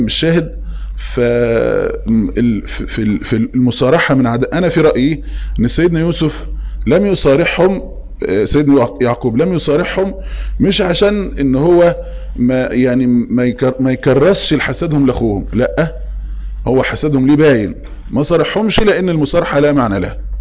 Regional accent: Egypt; احنا كمصريين نسميه ايه فهلوة

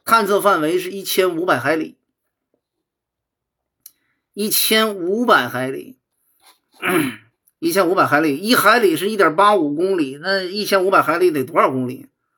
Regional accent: Shandong, China; accent: Shandong; 我就是还是山东口音

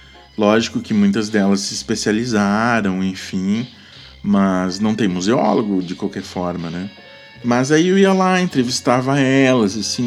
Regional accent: Cachoeira, Rio Grande do Sul, Brazil; moved away; Aí eu fui morar em Porto Alegre, né? Saí de Cachoeira.

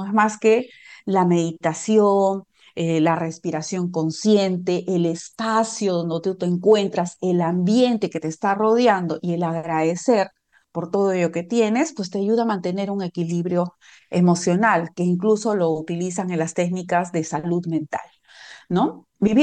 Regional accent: Peru; yo soy de Perú

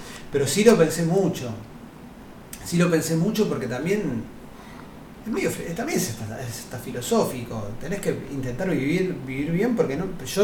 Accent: Buenos Aires, Argentina; Yo soy un bicho porteño, pero porteño grosso, como bien de cemento, todo

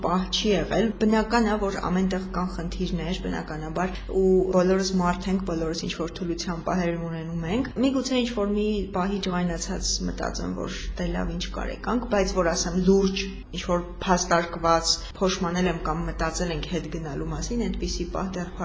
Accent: Vanadzor, Lori, Armenia; ես Վանաձորից եմ, Վանաձորում եմ ծնվել մեծացել, բայց արդեն դե սովորել եմ Երևանում, աշխատում եմ Երևանում

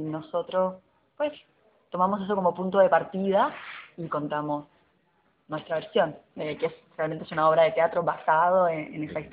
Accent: Puerto Rico; now in Argentina; Yo soy de Puerto Rico y en el colectivo hay gente de distintas partes.

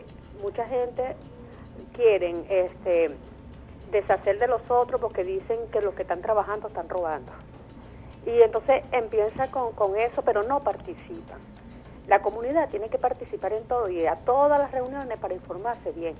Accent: Venezuela; doy opiniones porque soy venezolana

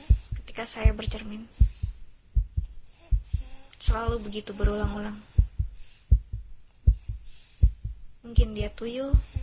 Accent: Balikpapan, East Kalimantan, Indonesia; born there; Saya lahir di Balikpapan, Kalimantan Timur. Dan saya asli keturunan Jawa.

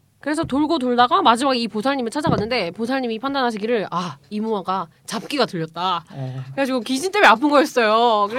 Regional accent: South Gyeongsang, South Korea; 저희 경상남도 출신이라가지고 어쨌든 거기 칠서라고 있어요

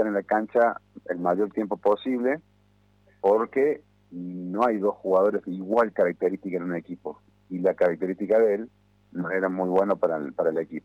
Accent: Córdoba, Argentina; Y soy cordobés, bueno, aviso por la duda.

